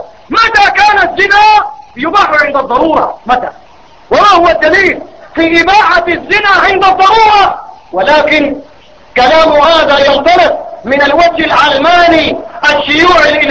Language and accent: Arabic; Sudan; معظم القانون عندنا في بلدنا السودان